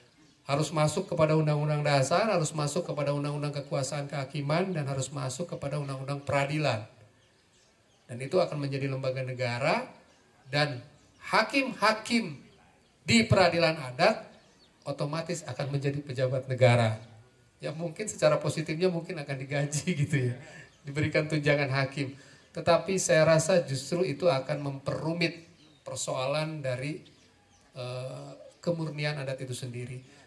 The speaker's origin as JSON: {"language": "Indonesian", "region": "Java", "country": "Indonesia", "said": "Saya ketika di Aceh pun orang kaget, saya orang Jawa."}